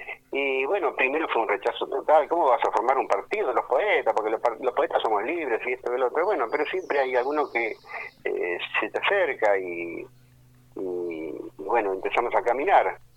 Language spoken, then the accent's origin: Spanish; Almirante Brown, Buenos Aires Province, Argentina; Yo nací en Capital, desgraciadamente digo a veces, pero me crié, viste, nací acá en Almirante Brown, digamos, prácticamente en Encalzada, estuve en Mármol, y hace 60 años que vivo acá en Claypole.